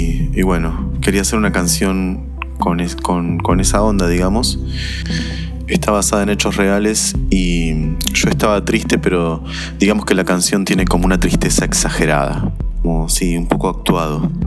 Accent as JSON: {"language": "Spanish", "town": "Mar del Plata", "region": "Buenos Aires Province", "country": "Argentina", "lives_now": "Buenos Aires, Argentina", "said": "Soy de Mar del Plata, pero vivo en Buenos Aires."}